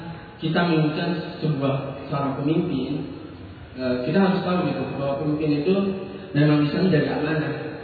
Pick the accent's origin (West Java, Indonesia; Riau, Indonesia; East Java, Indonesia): West Java, Indonesia; Cimahi; Saya dari Cimahi.